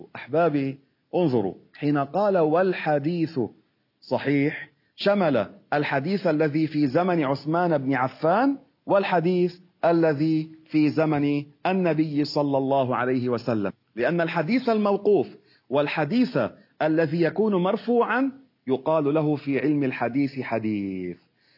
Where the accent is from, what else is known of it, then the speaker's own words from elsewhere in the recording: Beirut, Beirut Governorate, Lebanon; هذا المدفون عندنا في بيروت